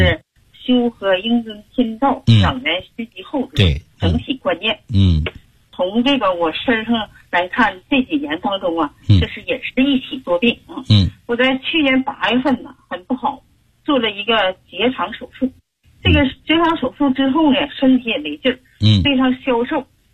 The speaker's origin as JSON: {"language": "Chinese", "region": "Heilongjiang", "country": "China", "said": "我们黑龙江那边呢，气候一变化"}